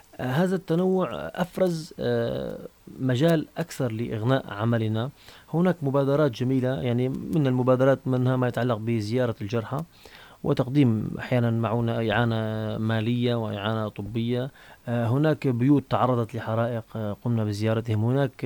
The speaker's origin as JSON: {"language": "Arabic", "country": "Syria", "said": "نحن نعيش في بلد كرمه الله سبحانه وتعالى، بلدنا سوريا قلب هذا العالم"}